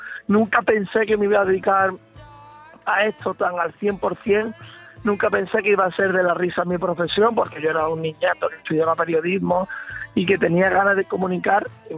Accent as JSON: {"language": "Spanish", "town": "Archidona", "region": "Andalusia", "country": "Spain", "tie": "born or raised there", "also_born_or_lived": "Málaga", "said": "en mi pueblo, en el pueblo donde me he criado, en el pueblo de mi familia, aunque yo soy de Málaga, mi sangre es archidonesa, porque todo lo que me rodea desde que nací ha sido Archidona"}